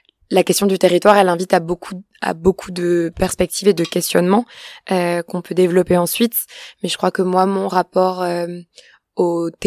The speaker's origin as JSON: {"language": "French", "country": "France", "tie": "born or raised there", "said": "je suis une femme cisgenre, non racisée, française. J'ai grandi en France dans des milieux essentiellement urbains, dans les années 90"}